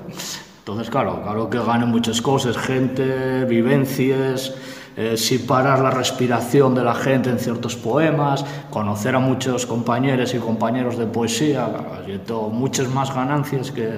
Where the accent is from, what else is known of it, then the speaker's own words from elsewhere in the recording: Carbayín, Asturias, Spain; also born or lived in Vimenes; yo nací en Vimenes, fui para Carballín con meses, y yo, mi padre, mi abuelo era de Quintes, de Villa Viciosa, pero fue a trabajar a la mina Saús